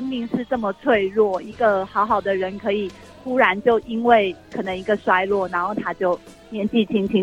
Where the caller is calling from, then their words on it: Taipei, Taiwan; 我是台北的